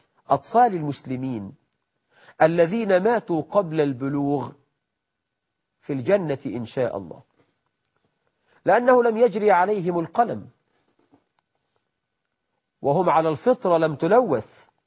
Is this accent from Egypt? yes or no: yes; Egypt; عندنا في مصر مخرجة سفلة،